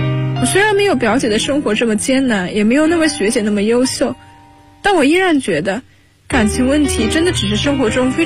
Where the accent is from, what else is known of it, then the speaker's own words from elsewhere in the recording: Xiamen, Fujian, China; now in Nanjing, China; 来自福建厦门。我在南京大学，距离我的家乡851公里。